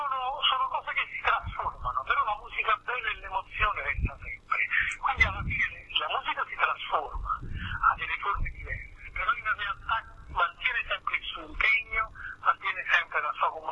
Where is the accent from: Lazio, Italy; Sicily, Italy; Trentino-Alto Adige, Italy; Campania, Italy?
Campania, Italy; Naples; Sono partito da Napoli, sono arrivato dappertutto, insomma, diciamo, quindi era un po' il mio percorso.